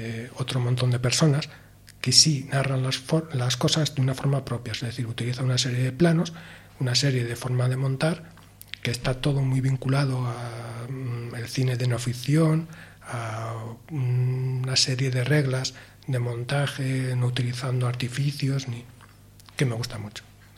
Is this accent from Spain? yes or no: yes; Soria, Castile and León, Spain; born there; also born or lived in Asturias; No, yo nací en Soria. Ajá. Sí, en Soria, en Soria.